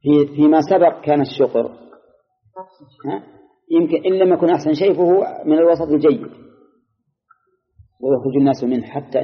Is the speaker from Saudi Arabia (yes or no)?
yes; Al-Qassim, Saudi Arabia; خصوصا عندنا في القصيم غالبها من الشجر